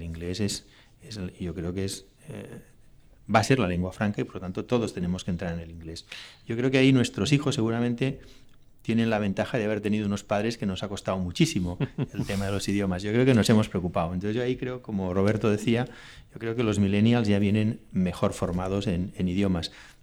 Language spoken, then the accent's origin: Spanish; Catalonia, Spain; mi generación, aquí en Cataluña, pues somos francófonos, estudiábamos francés